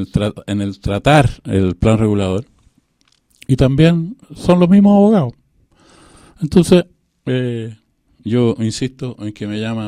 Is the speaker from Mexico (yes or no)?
no; Chile; como todo chileno y todo saballarino, me llama poderosamente la atención